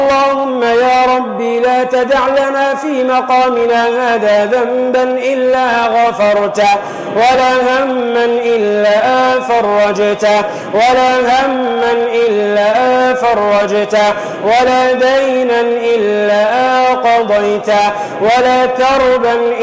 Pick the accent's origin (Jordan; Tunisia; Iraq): Tunisia; احفظ بلدنا تونس من الفتن والمحن ما ظهر منها وما بطن.